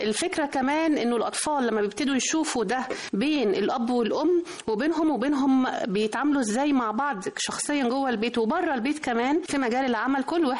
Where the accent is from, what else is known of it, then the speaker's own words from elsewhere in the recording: Egypt; فمعروفة قوي أنه إحنا كمصريين ما عندناش أي تهاون في حق أرضنا